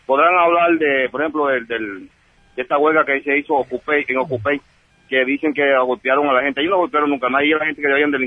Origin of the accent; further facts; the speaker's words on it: Cuba; moved away; yo me vine de Cuba porque yo vivía sin dignidad